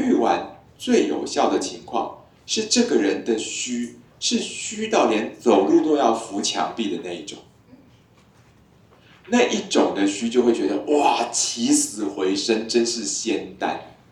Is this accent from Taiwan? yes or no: yes; Taiwan; 就是我们台湾人口少少